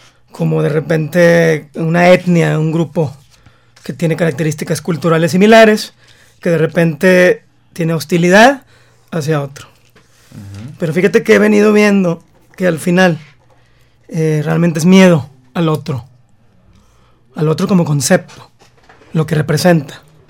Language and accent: Spanish; Mexico; somos mexicanos y tenemos características que nos hacen mexicanos.